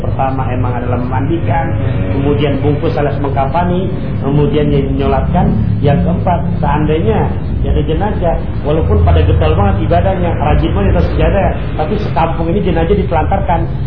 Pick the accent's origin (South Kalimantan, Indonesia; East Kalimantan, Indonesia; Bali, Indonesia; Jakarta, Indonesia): Jakarta, Indonesia; Karena kita orang Betawi, poyokan lah.